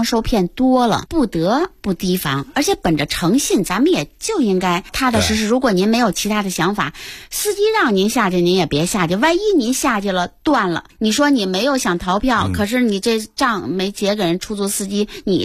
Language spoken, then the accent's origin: Chinese; Beijing, China; 咱们北京人不是就耗着抹不开面吗